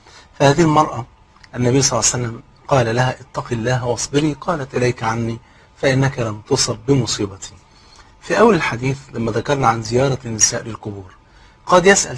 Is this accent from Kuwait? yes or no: no; Egypt; وزي ما يقول كده المثل عندنا في مصر، اللي ما يعرفك يجهلك